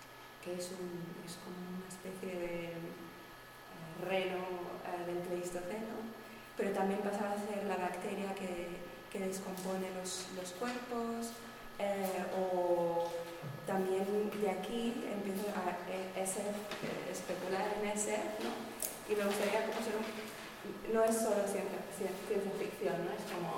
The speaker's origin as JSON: {"language": "Spanish", "country": "Spain", "first_language": "ca", "second_language": "Spanish", "said": "habla en catalán, que es mi lengua materna, entonces es para mí la más corta, la que no me da tiempo a pensar"}